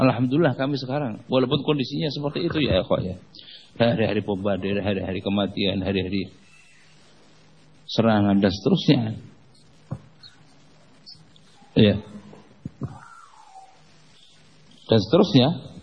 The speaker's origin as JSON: {"language": "Indonesian", "country": "Indonesia", "said": "Kemudian jamaah di situ bertanya, mau kemana? Orang mana? Orang Indonesia."}